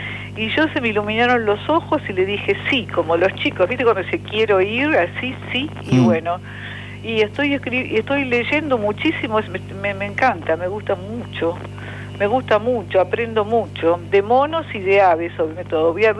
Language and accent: Spanish; Moreno, Buenos Aires Province, Argentina; born there; Nací en Moreno, sí.